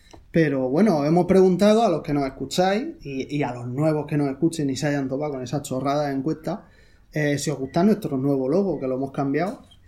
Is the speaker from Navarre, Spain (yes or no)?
no; Murcia, Region of Murcia, Spain; yo soy de Murcia y no le tengo un cariño especial a Murcia.